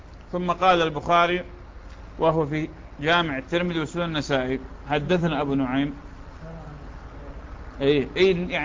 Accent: Iraq; accent: Iraqi; يعني هذا المسعى لشان في لهجتنا العراقية لا توى عليه

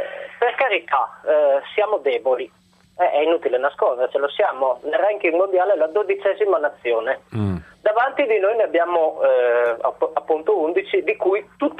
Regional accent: Cuneo, Piedmont, Italy; sono di Cuneo ma sono veneto di origine

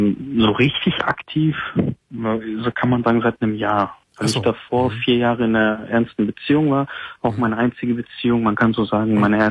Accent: Gelsenkirchen, North Rhine-Westphalia, Germany; Und ich komme ja aus Kreis Gelsenkirchen, die Ecke

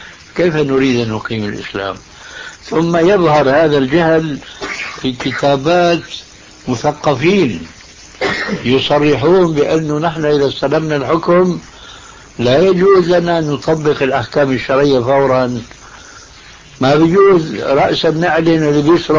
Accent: Syria; يضرب المثل عندنا في سوريا أن رجل كردي يبقى متحمس للإسلام

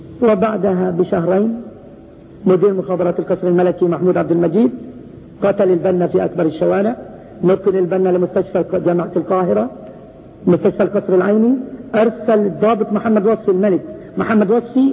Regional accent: Palestine; قريتنا قرية ذهب لها 38 ألف درهم في تصحيح الحدود. قرية واحدة من مرج بن عامر ضاعت فلسطين

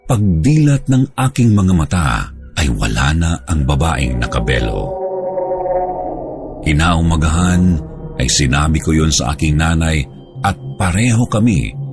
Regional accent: Bicol Region, Philippines; 21 taong gulang. Ako ay taga-Albay, Bicol.

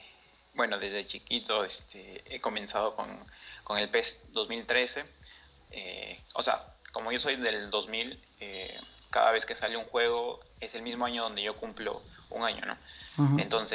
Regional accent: Peru; tengo 20 años, acabo de cumplir hace unos meses. Mm-hmm. Soy de Perú

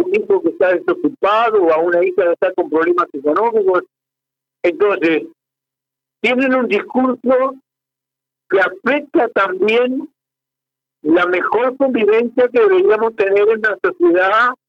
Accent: Fray Bentos, Río Negro, Uruguay; moved away; yo soy de Faiventos, hace 45 años que estoy acá

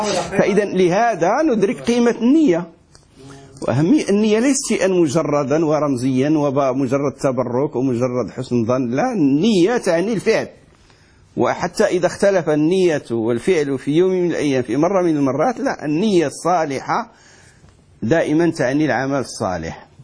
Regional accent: Morocco; وإحنا عندنا في المغرب مثل يقولوا ما دير خير ما يطرى بأس

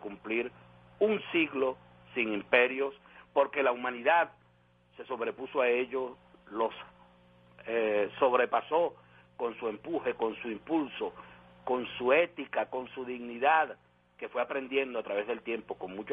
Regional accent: Venezuela; Eso es algo que nos debe emocionar como venezolanas y venezolanos.

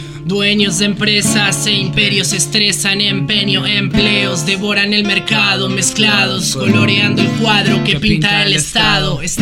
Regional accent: Mar del Plata, Buenos Aires Province, Argentina; nosotros somos de Mar del Plata

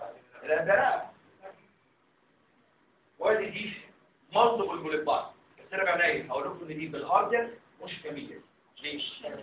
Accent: Egypt; ده مهم مهم عندنا في مصر

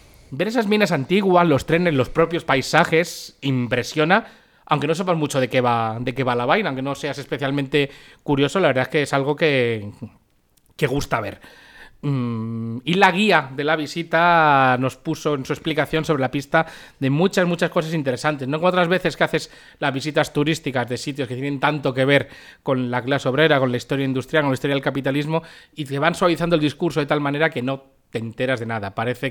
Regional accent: Community of Madrid, Spain; como buenos madrileños cuando juntan un par de días libres

